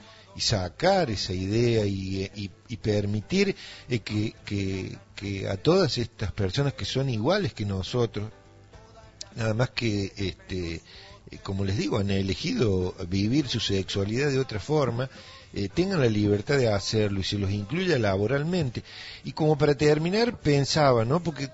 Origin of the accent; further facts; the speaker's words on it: Villa Dolores, Córdoba, Argentina; en mi infancia, yo nací en Villa Dolores